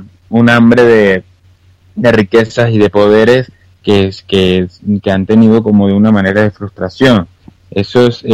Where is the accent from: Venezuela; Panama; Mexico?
Venezuela; a nosotros como venezolanos le podemos decir en España que bueno, vean el espejo.